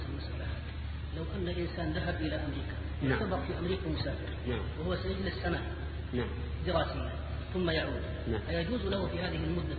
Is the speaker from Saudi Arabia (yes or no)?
yes; Hejaz, Saudi Arabia; الآن أنا من الحجاز أتيت إلى هنا أحسن الله إليكم أتيت إلى هنا نيتي إذا انتهت الوظيفة أرجع إلى الحجاز